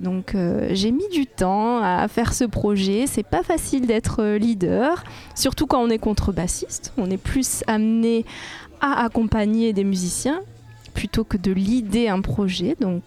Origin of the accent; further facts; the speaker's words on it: Madagascar; puisque je suis originaire de Madagascar.